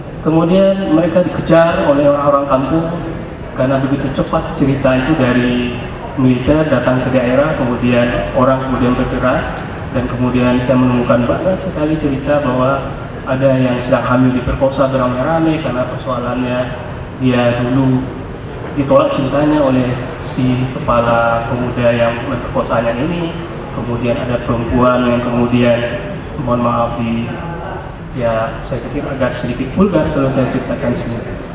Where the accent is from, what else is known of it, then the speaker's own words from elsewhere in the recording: Pariaman, West Sumatra, Indonesia; di Sumatera Barat, di kampung saya, di Pariaman.